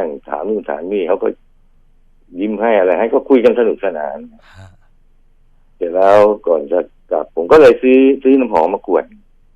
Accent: Bangkok, Thailand; now in Roi Et, Thailand; ผมคนกรุงเทพแล้วก็เกิดหลังจากเรื่องเนี่ยผมก็เลยย้ายไปอยู่ร้อยเอ็ด

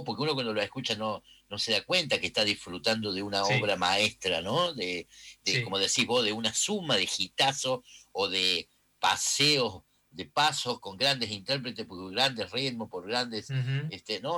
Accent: Argentina; ¿Sos argentino? Sí.

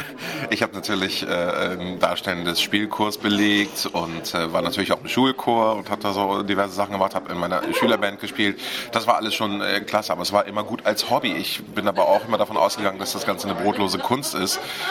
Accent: Hamburg, Germany; Also hamburgischer geht's gar nicht mehr. Ich bin Hamburger, in Hamburg geboren, meine Eltern sind Hamburger, meine Großeltern, also sowohl mütterlicher als auch väterlicherseits, alles Hamburger Originale.

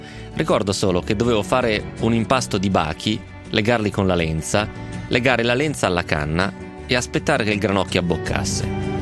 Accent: Agliana, Tuscany, Italy; Ad Agliana, il mio paese, scorre un fiume di nome Brana, dove 30 anni fa si pescavano i granocchi, come si dice in Toscana.

